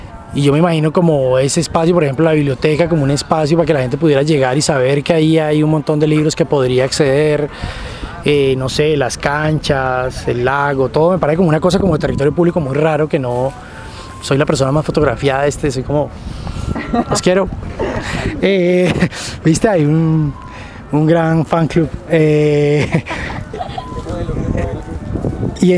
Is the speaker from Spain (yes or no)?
no; Tuluá, Valle del Cauca, Colombia; now in Cali, Colombia; yo no viví casi la ciudad, llegué como a Cali y de Tuluá, y aquí encontraba como el campo